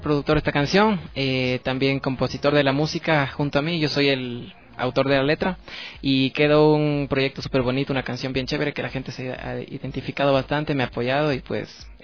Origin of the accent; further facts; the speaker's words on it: Cayambe, Pichincha, Ecuador; born there; yo nací en Cayambe.